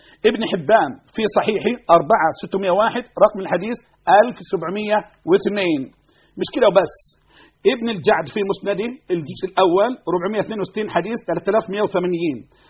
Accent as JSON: {"language": "Arabic", "country": "Egypt", "said": "أعوذ بالله أن أقول أنا مصري وأنت سعودي"}